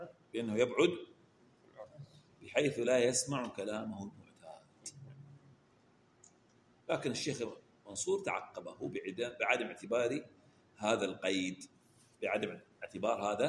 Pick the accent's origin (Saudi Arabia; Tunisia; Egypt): Saudi Arabia; Eastern Province; accent: Hasawi; اللي هي لهجتنا احنا الحسوية.